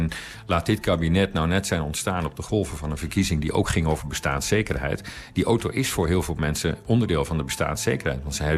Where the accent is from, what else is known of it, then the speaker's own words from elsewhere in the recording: Overijssel, Netherlands; ik woon zelf dus op platteland, althans wat in Nederland platteland wordt genoemd. Ik kom uit Twente.